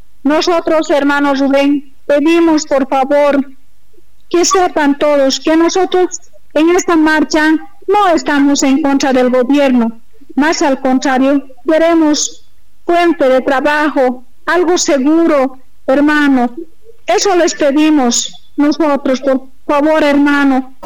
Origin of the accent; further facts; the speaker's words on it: Bolivia; Nosotros también somos bolivianos, tenemos derecho a trabajar.